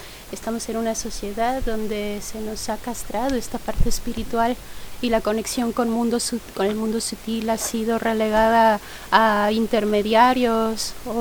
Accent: Mexico; a mí me gustaría decir que vengo de México y en México nosotros celebramos con fiesta.

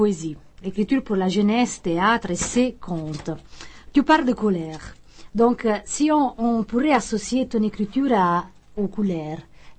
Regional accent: Italy; first language Italian; French is a second language; moi, je suis quand même italienne, donc l'italien est ma première langue.

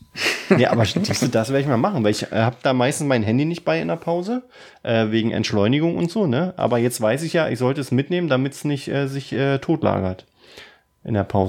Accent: Berlin, Germany; Wir kommen ja aus Berlin. Wir wohnen in Berlin. Wir leben in Berlin.

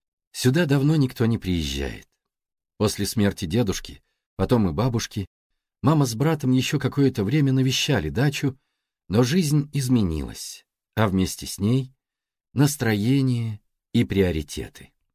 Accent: Baku, Azerbaijan; moved away as an adult; Мне 39 лет. Я родился и вырос в Баку, в ветреном южном городе, на берегу Каспийского моря. И уже 18 лет живу в северном городе, где нет моря.

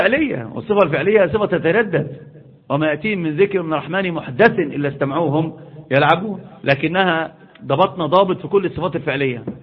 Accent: Upper Egypt, Egypt; حتى عندنا في الصعيد يقسمون

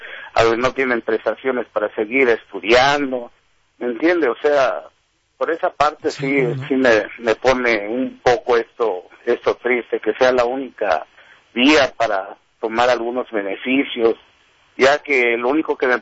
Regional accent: Veracruz, Mexico; moved away; Yo soy de México, de Veracruz. Yo soy del puerto de Veracruz.

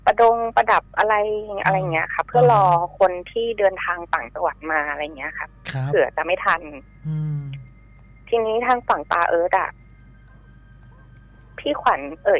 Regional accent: Bangkok, Thailand; เกิดขึ้นที่กรุงเทพนะคะบ้านอยู่ที่กรุงเทพแถวลาดพร้าว

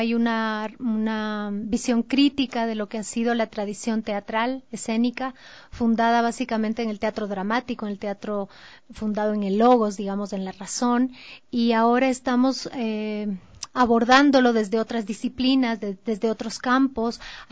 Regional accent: Ecuador; esa diversidad cultural de la que somos parte como ecuatorianos

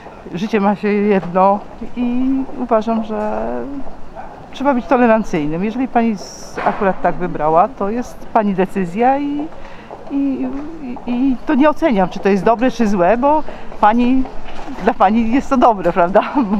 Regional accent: Lesser Poland, Poland; Ja po prostu moje rodzinne strony koło Krakowa

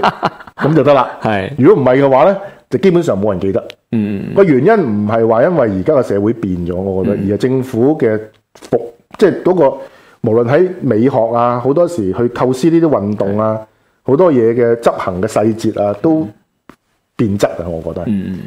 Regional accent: Hong Kong; 因为我们父母就是移民来的嘛，我们是香港的土生土长的第一代。

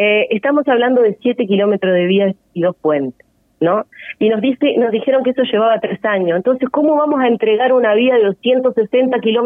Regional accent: Sarandí Grande, Florida, Uruguay; yo soy de Sarandí Grande también

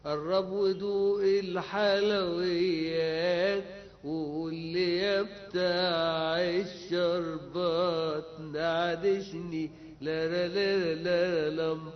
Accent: Upper Egypt, Egypt; now in Cairo, Egypt; ما انا كنت جاي من الصعيد

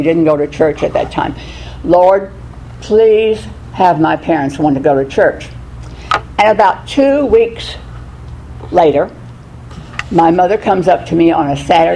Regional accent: Oklahoma, United States; as most of you know me, and I was born in Oklahoma, out in the middle of nowhere. Wind blew 400 days out of the year

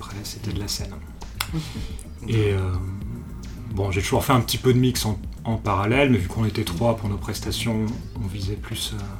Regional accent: Lyon, Auvergne-Rhône-Alpes, France; Je suis originaire de Lyon, j'ai grandi ici.

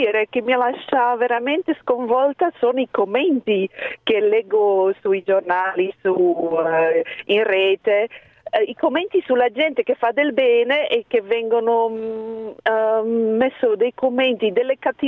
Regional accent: Belgium; Italian is a second language; Io sono belga.

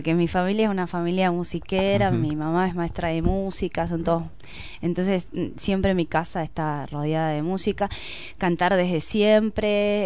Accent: Villa Mercedes, San Luis, Argentina; also born or lived in Córdoba; Nací en Villa Mercedes.

